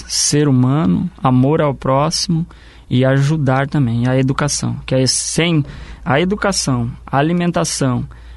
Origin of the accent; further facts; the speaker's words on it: Paraná, Brazil; Eu sou do Porto Belo.